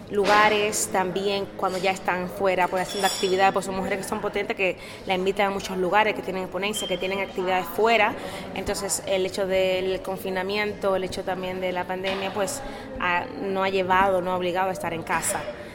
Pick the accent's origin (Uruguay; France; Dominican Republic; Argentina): Dominican Republic; de República Dominicana, queríamos algo que nos representara, que fuera nuestro, muy autóctono, muy de nuestras raíces.